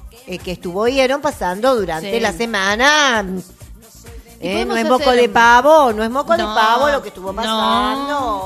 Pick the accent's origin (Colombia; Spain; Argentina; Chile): Argentina; Porque viste como somos los argentinos.